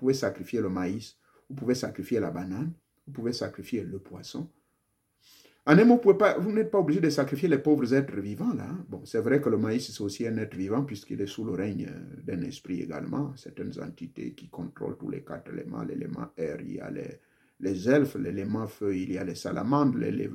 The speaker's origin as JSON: {"language": "French", "country": "Gabon", "said": "chez moi au Gabon"}